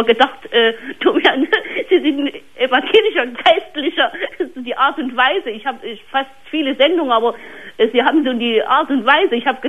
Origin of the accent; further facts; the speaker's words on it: Jena, Thuringia, Germany; Und da habe ich hier festgestellt, ich komme aus Jena.